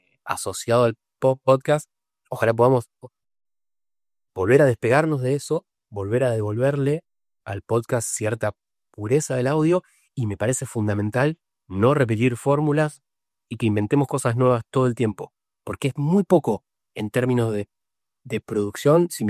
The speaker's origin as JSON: {"language": "Spanish", "town": "Rosario", "region": "Santa Fe", "country": "Argentina", "said": "Yo soy de Rosario, siempre en Rosario."}